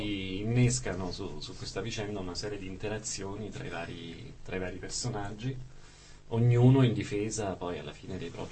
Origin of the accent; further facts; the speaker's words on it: Campania, Italy; i tossici alle mie parti in Campania potrebbe.